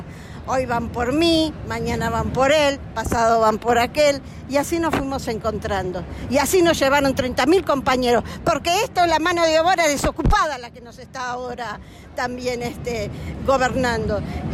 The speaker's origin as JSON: {"language": "Spanish", "town": "San Miguel", "region": "Buenos Aires Province", "country": "Argentina", "said": "Yo no soy de acá, soy de San Miguel, pero no importa, este va a ser siempre mi lugar, hace rato que es mi lugar."}